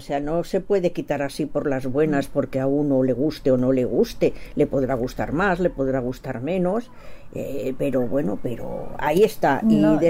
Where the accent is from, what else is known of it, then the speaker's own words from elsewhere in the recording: Barcelona, Catalonia, Spain; Lo digo porque yo soy de Barcelona